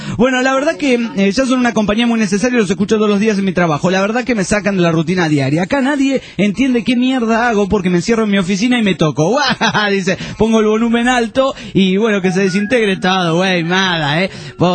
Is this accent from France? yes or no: yes; France; Spanish is a second language; Hola, soy francés y escucho el programa de vosotros por la web.